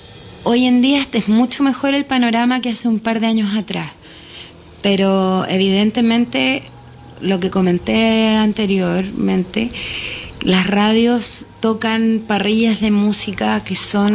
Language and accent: Spanish; Curicó, Maule, Chile; Yo soy curicana. Curicana, yo soy de Curicó, sí.